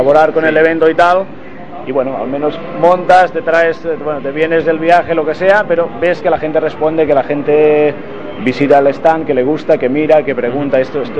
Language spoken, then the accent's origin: Spanish; Catalonia, Spain; somos de Cataluña, hemos hecho kilómetros